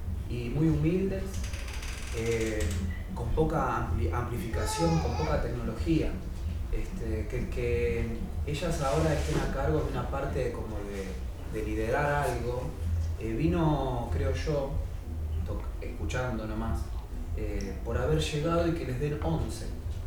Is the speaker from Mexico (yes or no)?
no; Buenos Aires, Argentina; yo vengo de Buenos Aires, Argentina, en zona norte